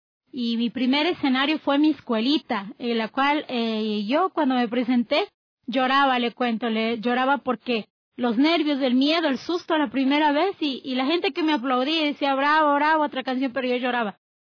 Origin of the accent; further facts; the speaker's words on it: Quito, Pichincha, Ecuador; yo soy de acá de Quito, soy capitalina